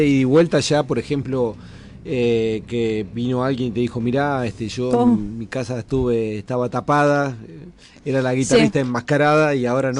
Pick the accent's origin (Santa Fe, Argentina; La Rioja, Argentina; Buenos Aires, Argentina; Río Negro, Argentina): Río Negro, Argentina; Yo soy de Río Negro, estoy hablando con conocimiento de causa, así que es difícil.